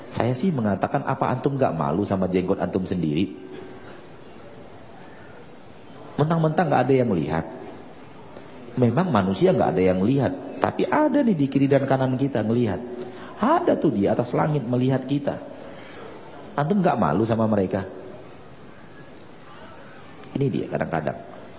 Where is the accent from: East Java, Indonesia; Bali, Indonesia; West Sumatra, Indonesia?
West Sumatra, Indonesia; Padang; Bukan gara-gara saya orang Padang ya.